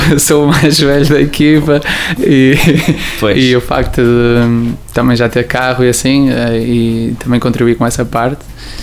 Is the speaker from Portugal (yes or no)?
yes; Barcelinhos, Norte, Portugal; also born or lived in Carvalhal; Eu sou de Carvalhal, estou a viver em Barcelinhos desde os 12 anos.